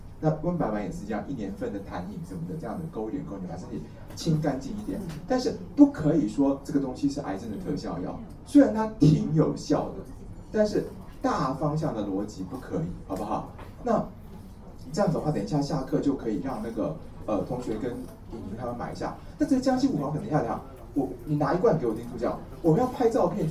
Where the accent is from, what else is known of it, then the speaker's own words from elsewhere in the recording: China; 我们中国人要揪肚脐，就不如揪四花了